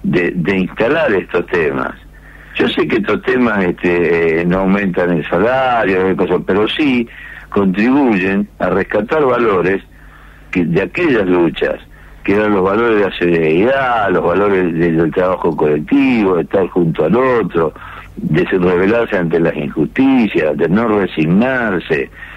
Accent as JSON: {"language": "Spanish", "region": "Santa Fe", "country": "Argentina", "said": "yo soy de Santa Fe, pero yo me siento rosarino"}